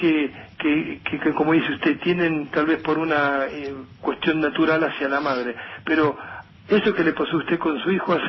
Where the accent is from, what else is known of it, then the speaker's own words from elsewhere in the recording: Lomas de Zamora, Buenos Aires Province, Argentina; yo soy de Lomas de Zamora.